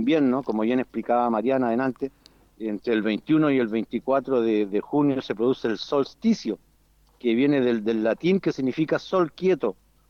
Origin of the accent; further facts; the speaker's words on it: Valparaíso, Chile; Venimos de la provincia de Petorca, de la región de Valparaíso, de Chile.